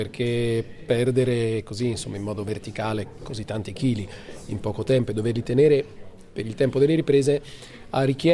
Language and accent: Italian; Emilia-Romagna, Italy; raccontando questa terra che è la mia terra, cioè l'emiliano romagnolo è la lingua dei motori.